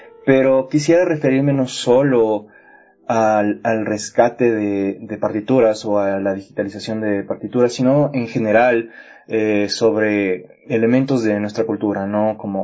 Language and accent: Spanish; Ecuador; yo, como ecuatoriano, bueno, sabía que yo tenía un patrimonio cultural